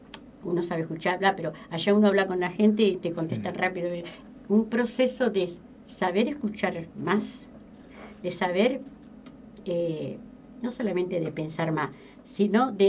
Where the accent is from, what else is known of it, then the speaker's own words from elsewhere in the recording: Rosario, Santa Fe, Argentina; porque yo soy de Rosario. Ajá. Provincia de Santa Fe, ciudad grande, que bueno, hablamos rápido, sí. Todo hacemos rápido